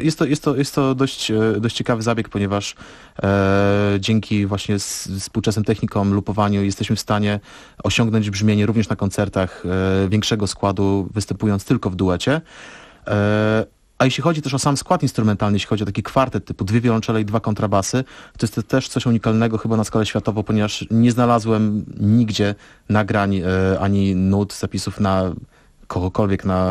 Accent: Suwałki, Podlaskie Voivodeship, Poland; jestem oryginalnie, pochodzę z Suwałk.

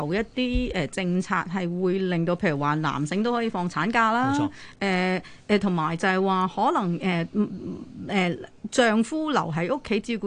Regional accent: United Kingdom; 因為我可能細個喺英國啦

